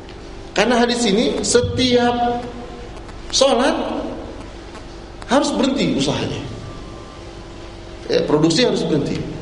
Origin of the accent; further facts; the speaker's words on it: Jakarta, Indonesia; Saya orang Betawi, Pak